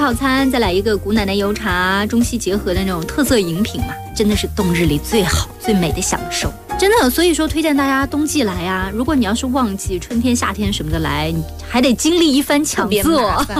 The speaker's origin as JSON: {"language": "Chinese", "region": "Shanxi", "country": "China", "said": "作为山西人，我就总是有一点点离不开面食"}